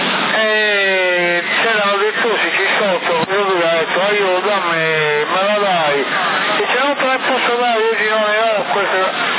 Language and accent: Italian; Albania; now in Italy; Io non ho fissa dimora, io sono albanese, non ho fissa dimora e non ho casa.